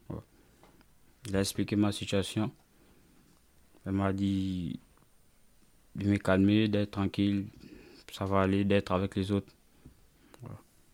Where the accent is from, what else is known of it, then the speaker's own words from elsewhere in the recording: Gabon; now in France; je viens d'abord plus précisément du Gabon. Ouais. En arrivant en France, je suis rentré en France le 9 octobre.